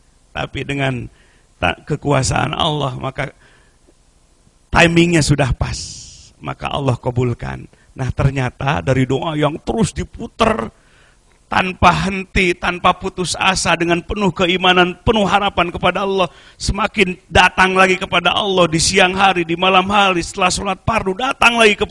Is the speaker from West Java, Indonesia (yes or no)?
yes; West Java, Indonesia; mau pakai bahasa Sunda, kita orang Sunda, pakai bahasa Indonesia